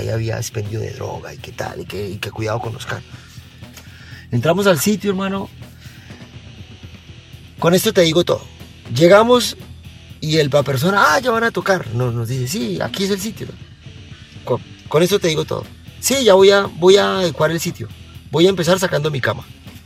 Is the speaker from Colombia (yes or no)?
yes; Colombia; En mi país también. Colombia también.